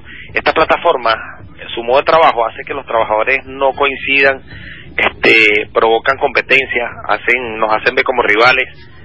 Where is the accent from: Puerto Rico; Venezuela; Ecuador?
Venezuela; Caracas, Capital District; De Venezuela, de Caracas.